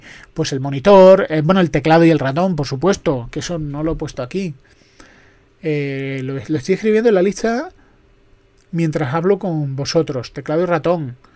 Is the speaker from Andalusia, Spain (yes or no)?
yes; Andalusia, Spain; Yo que soy andaluz soy desconfiado